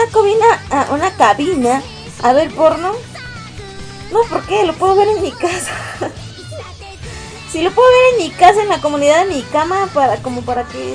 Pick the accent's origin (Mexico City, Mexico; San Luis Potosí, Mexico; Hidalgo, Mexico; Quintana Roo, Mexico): Mexico City, Mexico; Soy de México, de la Ciudad de México, de la Ajusco, en la Ciudad de México.